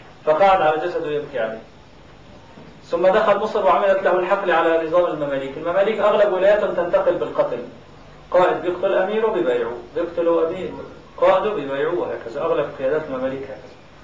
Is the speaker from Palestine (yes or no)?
no; Aleppo, Aleppo Governorate, Syria; حتى عندنا في حلب